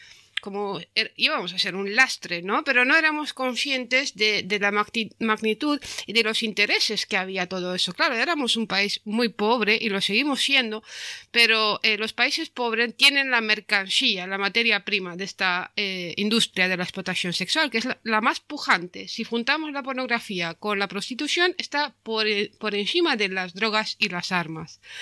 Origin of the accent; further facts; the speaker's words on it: Romania; now in Spain; como rumana, que, o sea, bueno, soy vasca ahora, pero de origen rumano